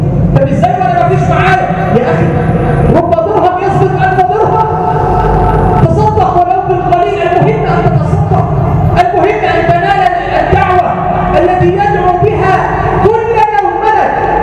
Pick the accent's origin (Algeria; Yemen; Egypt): Egypt; اللهم ارزق بلادنا مصر الأمن والأمان،